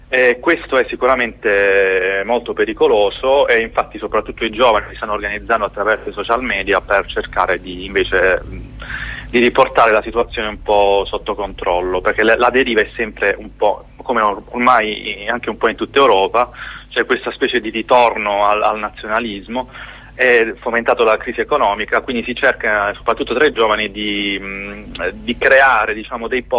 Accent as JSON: {"language": "Italian", "town": "Trani", "region": "Apulia", "country": "Italy", "said": "io sono di Trani, è una città della Puglia che è proprio di fronte al Montenegro e alla Croazia, la parte sud della Croazia"}